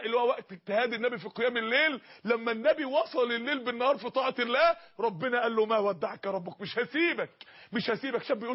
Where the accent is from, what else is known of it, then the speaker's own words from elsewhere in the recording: Mansoura, Dakahlia, Egypt; عندنا اخت في المنصورة، عندنا في المنصورة جالها سرطان فعلا بحقيقة